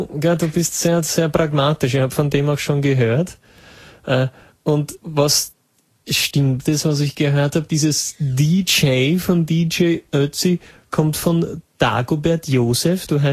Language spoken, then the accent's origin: German; Austria; Also ich bin doch kein Deutscher, entschuldige.